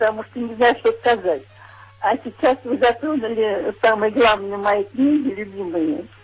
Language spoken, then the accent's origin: Russian; Moscow, Russia; born there; moved away; Я вообще родилась в Москве, знаем отлично. А сейчас в Мурманской области живу.